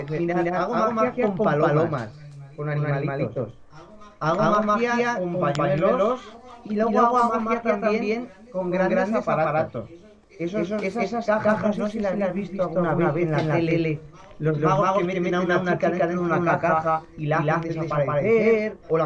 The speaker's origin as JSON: {"language": "Spanish", "town": "Tomelloso", "region": "Castilla-La Mancha", "country": "Spain", "tie": "born or raised there", "also_born_or_lived": "Manzanares", "lives_now": "Aranjuez, Spain", "said": "Ah, nací en Manzanares, Ciudad Real. He vivido toda la vida en Tomelloso, que está también en Ciudad Real, al lado de Manzanares. Y ahora vivo en Aranjuez, Madrid."}